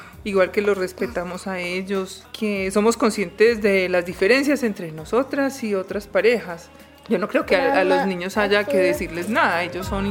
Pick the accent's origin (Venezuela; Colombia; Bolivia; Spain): Colombia; Paisa region; yo soy mamá, soy esposa, soy ingeniera textil, soy judía, soy muy colombiana, soy muy paisa y soy lesbiana.